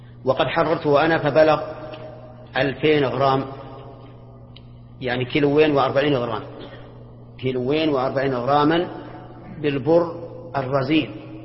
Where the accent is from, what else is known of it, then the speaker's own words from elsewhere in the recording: Al-Qassim, Saudi Arabia; بينما المد عندنا في القصيم 3/3 الصاع، يختلف